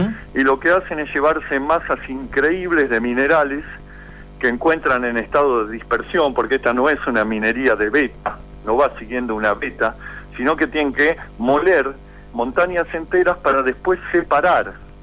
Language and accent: Spanish; Buenos Aires, Argentina; Soy de Buenos Aires.